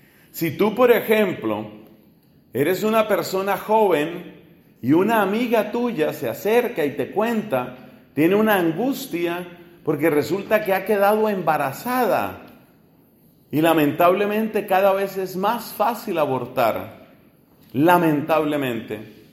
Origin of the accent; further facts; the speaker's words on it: Colombia; En mi país, yo soy colombiano, en el norte de mi país, de donde son mis papás, la zona de Barranquilla